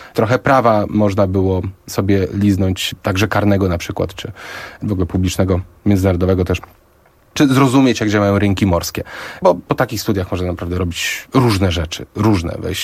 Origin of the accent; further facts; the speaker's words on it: Gdynia, Pomeranian Voivodeship, Poland; pochodzę z Gdyni, tak, jestem związany.